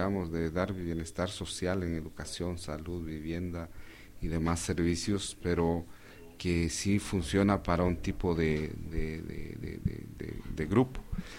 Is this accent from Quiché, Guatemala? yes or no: yes; Quiché, Guatemala; Yo soy del departamento del Quiché y mi pueblo es Quiché